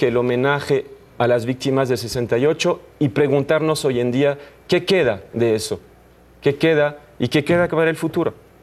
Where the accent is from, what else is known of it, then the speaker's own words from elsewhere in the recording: France; Spanish is a second language; now in Mexico; Yo soy el menos francés de los franceses, y mira, llevo muchos años aquí.